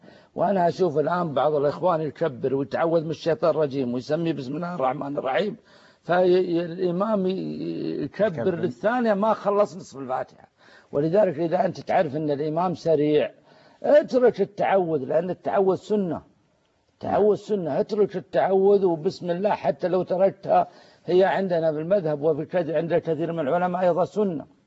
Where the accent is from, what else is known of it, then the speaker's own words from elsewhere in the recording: Saudi Arabia; نشتكي أن الناس ما يحجوا عندنا في السعودية